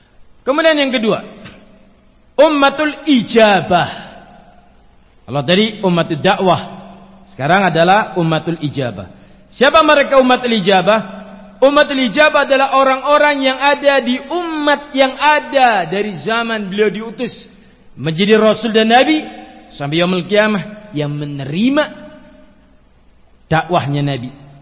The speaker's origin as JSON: {"language": "Indonesian", "region": "Java", "country": "Indonesia", "said": "Nanti kalau Nabi Muhammad hanya bagi bangsa Arab, kita orang Jawa tidak wajib iman, Pak."}